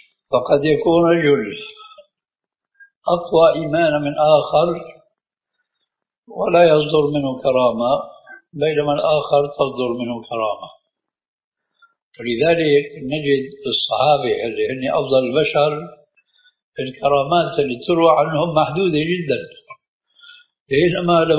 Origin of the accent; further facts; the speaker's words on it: Syria; أهلا وسهلا ومرحبا من الكلام هذا المعروف عندنا بالشام